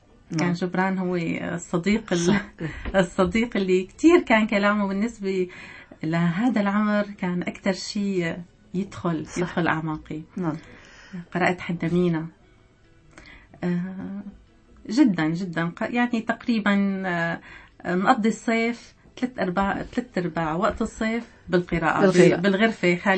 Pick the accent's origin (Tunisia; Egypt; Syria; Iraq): Syria; Damascus, Damascus Governorate; طبعا أنا ولدت وعشت في دمشق، بالصيف مثل كل الأسر نجي على طرطوس، نجي زيارات.